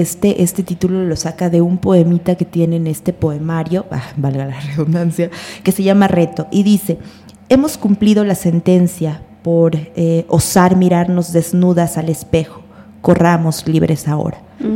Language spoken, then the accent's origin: Spanish; Mexico; Si hoy en día somos los mexicanos y los latinoamericanos profundamente moralistas